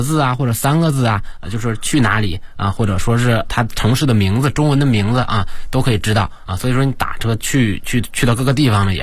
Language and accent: Chinese; China; 他知道我是中国人